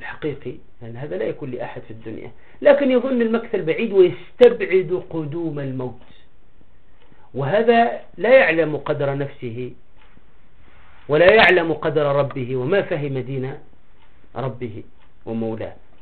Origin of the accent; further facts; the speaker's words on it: Tunisia; من القصص عندنا في تونس مؤخرا